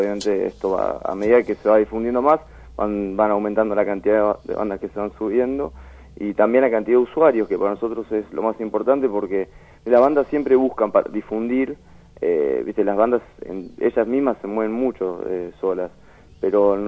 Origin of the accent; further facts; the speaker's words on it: Béccar, Buenos Aires Province, Argentina; Obviamente de Buenos Aires, yo soy de Becar